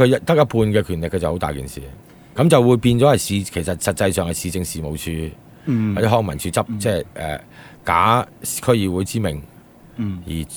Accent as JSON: {"language": "Cantonese", "country": "Hong Kong", "said": "即係我哋香港人翻去做嘢就冇配額噶嘛。"}